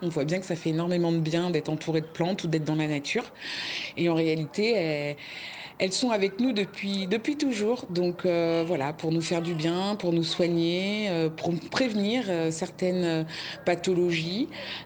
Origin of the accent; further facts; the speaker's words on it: Versailles, Île-de-France, France; now in Creuse, France; suis paysanne herboriste en Creuse, dans le centre de la France. Je suis une ancienne citadine puisque je suis née à Versailles, que j'ai grandi vraiment en ville.